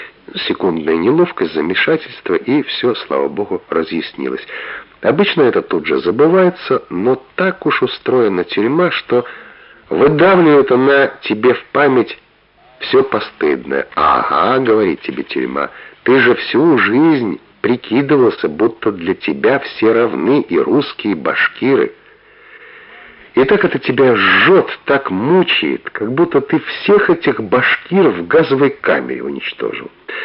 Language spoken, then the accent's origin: Russian; Moscow, Russia; also born or lived in Bashkortostan; И приходилось мне всю жизнь объяснять, что я не башкир, а русский. Что родился просто в эвакуации, всю жизнь в Москве, так же, как и мои родители, жил.